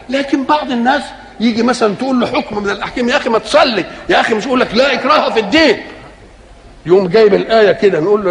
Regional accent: Egypt; مثلا الحضاره التي عندنا في مصر

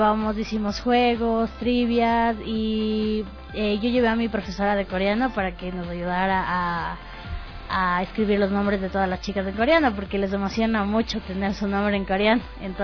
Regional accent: Quito, Pichincha, Ecuador; Entonces, solo Vero y yo somos las únicas que somos de Quito.

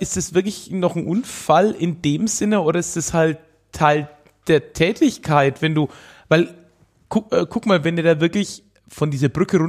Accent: Höchstadt, Bavaria, Germany; Ich habe mir damals von der Stadtbibliothek aus Höchstadt, wo ich herkomme, mir damals so eine Multimedia-CD ausgeliehen mit alten Werbungen.

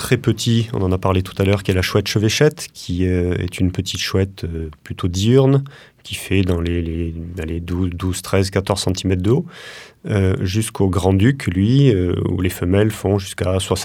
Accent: France; Alors, il y a chez nous, en France, hein, dans les 9 espèces dont on parlera plus tard

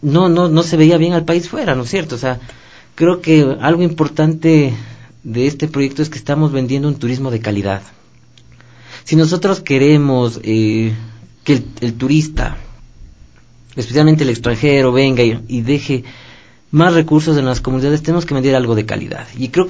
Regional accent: Ecuador; Nosotros como ecuatorianos debemos de estar orgullosos de lo que tenemos.

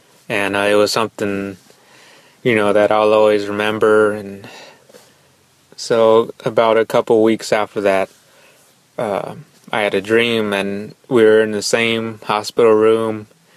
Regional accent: San Antonio, Texas, United States; I'm from San Antonio, Texas.

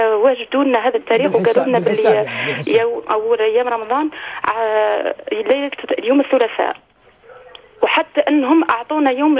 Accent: Algeria; now in France; من فرنسا. أنا أصلي جزائرية وعايشة بالخارج فرنسا.

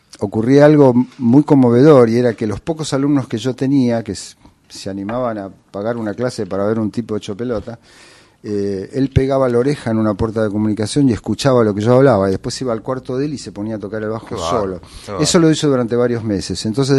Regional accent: Buenos Aires, Argentina; born there; Y el tango es parte nuestra, los porteños. Yo nací en Palermo.

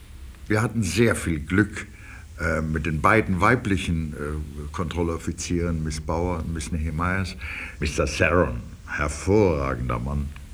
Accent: Dresden, Saxony, Germany; Meine Vaterstadt war zerstört und besetzt von den Russen. Ich bin ja Dresdner.

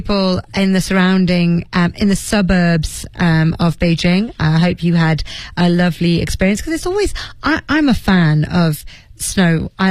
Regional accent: Leeds, Yorkshire and the Humber, United Kingdom

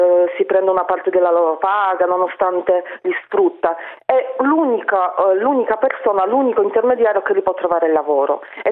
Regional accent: Poland; Italian is a second language; now in Italy; Sì, vengo dalla Polonia.

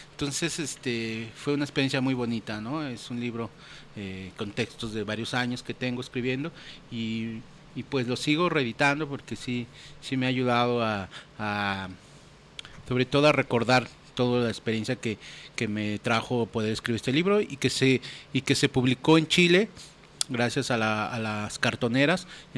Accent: Santa Clara, State of Mexico, Mexico; surge esta banda en el municipio de Catepec, en la comunidad de Santa Clara, de donde yo soy.

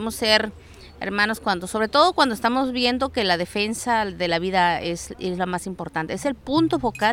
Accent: Oaxaca, Mexico; de la Mixteca Alta del estado de Oaxaca, México, y pues he llevado una lucha, ¿no?, dentro de mi comunidad

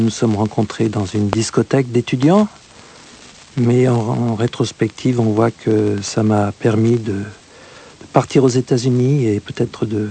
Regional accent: France; J'ai grandi en France jusqu'à l'âge de 28 ans, j'ai vécu ici. J'étais élevé dans un milieu catholique non pratiquant

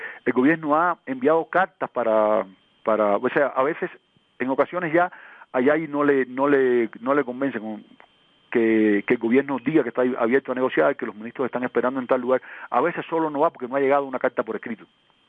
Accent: Cuba; A ver, yo soy cubano

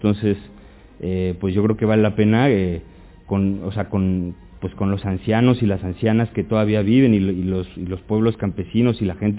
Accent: Mexico; yo por ejemplo vengo de México y los campesinos allí lo hacen con ceniza, con cal

